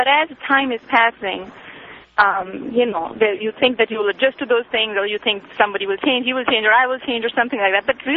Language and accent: English; India; Anyway, I'm from India, and I've called many times before.